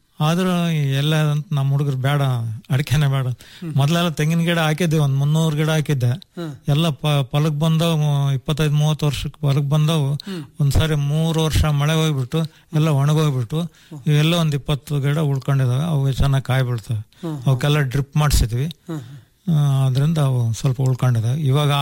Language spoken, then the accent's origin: Kannada; Chitradurga, Karnataka, India; also born or lived in Talavatti; ನಾನು 5th standard ಇದ್ದಾಗನೆ ತಾಳ್ವಟ್ಟಿಯಿಂದ Chitradurga ಬಂದೆ 1916